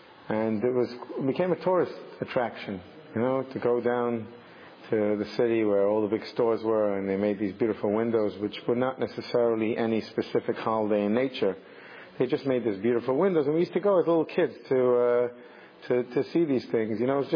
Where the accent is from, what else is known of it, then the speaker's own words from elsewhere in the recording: England, United Kingdom; And yet, even growing up in England, you know, just walking home from school was quite a trip.